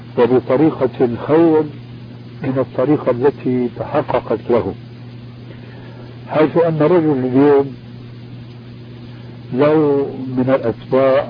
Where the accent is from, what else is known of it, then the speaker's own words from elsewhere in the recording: Damascus, Damascus Governorate, Syria; كما يقولون عندنا في دمشق الألف من المصطيجة